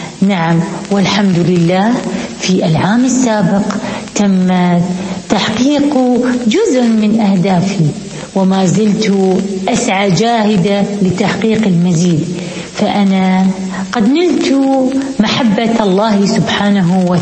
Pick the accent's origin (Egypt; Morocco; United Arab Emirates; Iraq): United Arab Emirates; أنا ابنة الإمارات … مستشارة وكاتبة